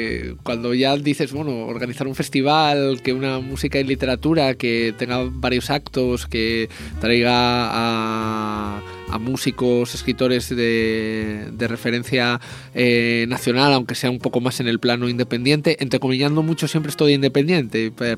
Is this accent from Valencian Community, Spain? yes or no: no; Oviedo, Asturias, Spain; porque el festival se desarrolla en Oviedo, porque varios miembros de la asociación somos de Oviedo